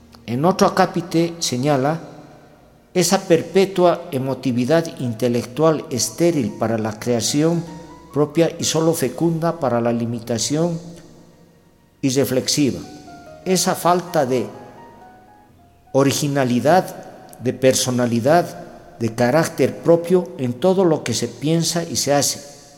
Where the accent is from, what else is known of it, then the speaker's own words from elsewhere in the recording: Bolivia; podamos fortalecer nuestra vida como ciudadanos bolivianos